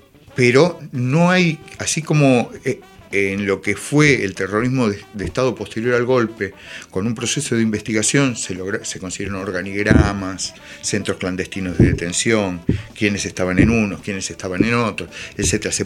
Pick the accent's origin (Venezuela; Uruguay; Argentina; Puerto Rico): Argentina; La Plata, Buenos Aires Province; Tanto Alberto Elizalde Leal como yo somos de La Plata, militamos en La Plata, después en otros lados, pero en La Plata, en la década del 70